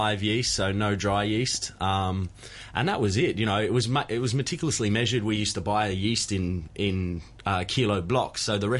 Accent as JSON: {"language": "English", "region": "Victoria", "country": "Australia", "tie": "born or raised there", "said": "No, I'm actually from country Victoria. I grew up just near Melbourne, like close to Melbourne, an hour from Melbourne."}